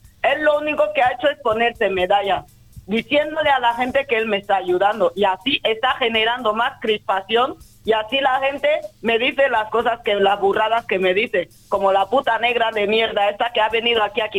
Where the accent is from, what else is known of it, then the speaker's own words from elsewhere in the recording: Equatorial Guinea; now in Spain; No, yo no, yo llevo 12 años aquí. Yo hablo castellano porque vengo de Guinea Ecuatorial.